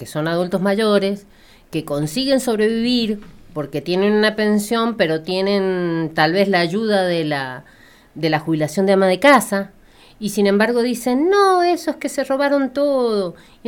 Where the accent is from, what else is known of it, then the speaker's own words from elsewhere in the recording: Argentina; como argentinos que nos creemos todo, que nos sabemos todo